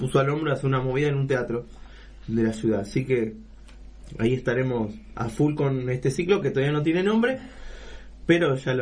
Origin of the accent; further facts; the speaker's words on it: San Lorenzo, Santa Fe, Argentina; hay gente que digo, soy de San Lorenzo.